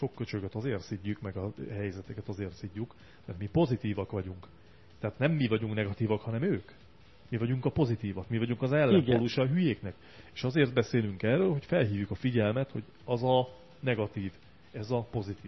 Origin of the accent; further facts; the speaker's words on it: Hungary; now in Budapest, Hungary; Én azért alapvetően vidéki vagyok, én pesti lettem csak